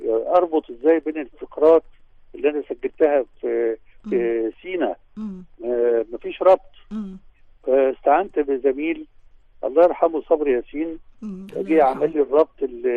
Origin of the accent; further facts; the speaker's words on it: Egypt; وقدرنا نقول احنا مصريين واعتزازنا بمصريتنا ظهر عاليا متألقا جليا يعني